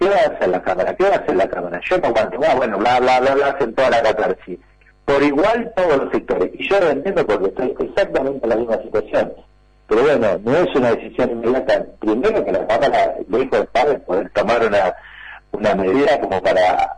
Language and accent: Spanish; Argentina; También como somos los argentinos, nunca hacemos del todo bien las cosas